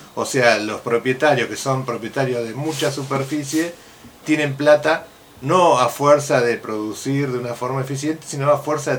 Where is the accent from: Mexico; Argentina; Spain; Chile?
Argentina; Olavarría, Buenos Aires Province; yo soy de Olavarría